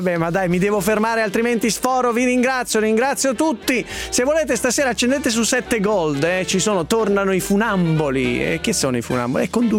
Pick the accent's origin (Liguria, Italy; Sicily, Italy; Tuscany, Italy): Tuscany, Italy; da toscano a toscano, da Aretino a Pisano